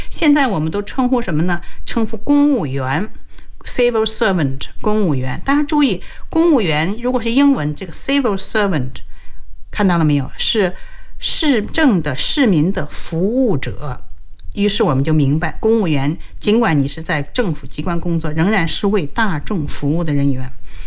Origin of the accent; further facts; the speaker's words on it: China; 我们中国人爱说什么呢？大鼻子。